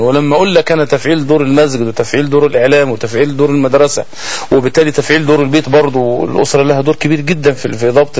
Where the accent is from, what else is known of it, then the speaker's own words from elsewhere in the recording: Egypt; لنا كمصريين محبين للنبي صلى الله عليه وسلم